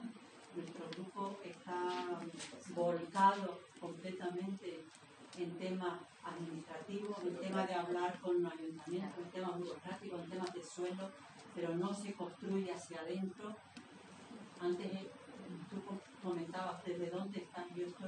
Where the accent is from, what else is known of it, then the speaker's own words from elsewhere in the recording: Las Palmas de Gran Canaria, Canary Islands, Spain; soy de Canarias, Las Palmas